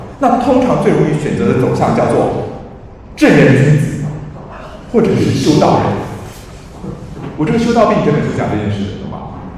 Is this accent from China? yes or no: no; Taiwan; 其实恶化的典型是我们台湾人说的忧郁症